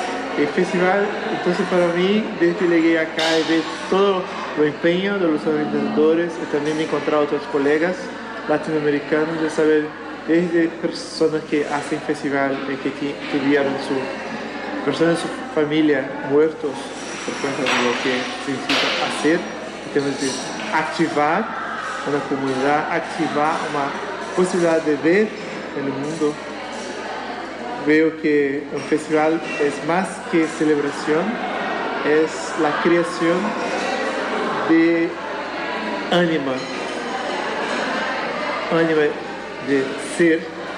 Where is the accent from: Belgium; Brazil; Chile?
Brazil; Rio de Janeiro; Spanish is a second language; yo soy brasileño de Rio de Janeiro, Estoy acá en Valparaíso